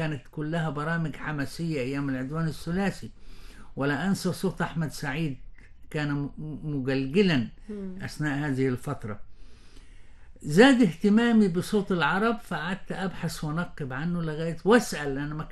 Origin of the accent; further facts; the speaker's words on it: Palestine; أنا صحيح فلسطيني الجنسية، فلسطيني الهوية، ولكن مصري الهوى.